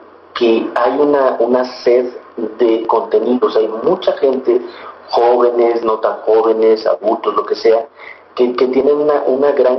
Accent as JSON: {"language": "Spanish", "country": "Mexico", "said": "ese reto que tenemos nosotros como sociedad mexicana"}